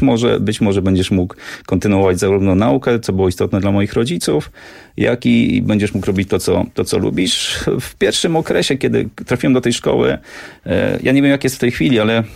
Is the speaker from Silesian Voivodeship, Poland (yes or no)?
no; Lubiatowo, West Pomeranian Voivodeship, Poland; now in Warsaw, Poland; Ja pochodzę z Lubiatowa, to taka mała miejscowość pod Szczecinem